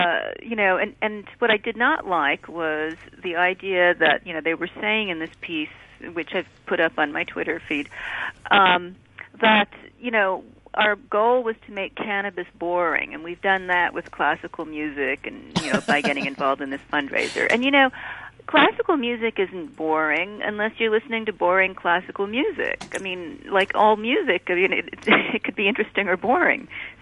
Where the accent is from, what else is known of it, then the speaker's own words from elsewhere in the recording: Ottawa, Ontario, Canada; I grew up in Ottawa, which is where a lot of this is coming from.